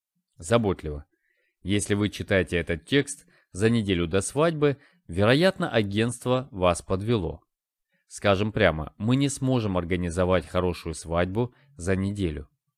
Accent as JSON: {"language": "Russian", "country": "Russia", "said": "Я ответил, что я из России. Но из-за отсутствия акцента они мне не поверили."}